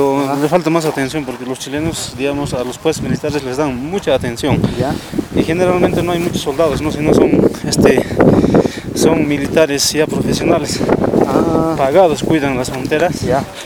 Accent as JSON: {"language": "Spanish", "town": "Uyuni", "region": "Potosí", "country": "Bolivia", "said": "Yo soy de Uyuni."}